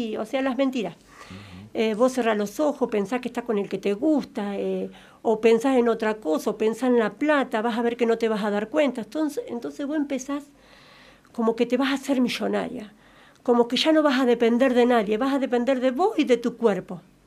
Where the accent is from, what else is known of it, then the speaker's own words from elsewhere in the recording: Santa Rosa, La Pampa, Argentina; porque Santa Rosa es chico, yo soy de Santa Rosa